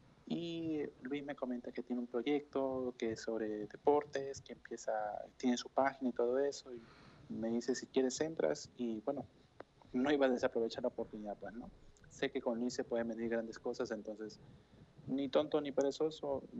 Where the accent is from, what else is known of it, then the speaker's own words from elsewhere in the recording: Chile; now in Peru; Originalmente no soy peruano, soy de Chile.